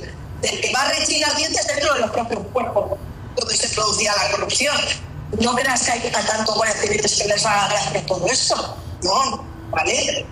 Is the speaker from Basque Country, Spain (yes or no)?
yes; Bilbao, Basque Country, Spain; Soy de Bilbao, aunque tengo doble nacionalidad cántabra.